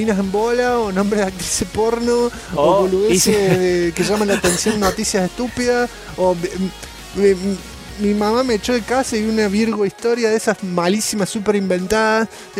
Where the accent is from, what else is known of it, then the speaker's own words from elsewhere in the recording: Comodoro Rivadavia, Chubut, Argentina; Soy de Comodoro, los presos no consiguieron la Play acá.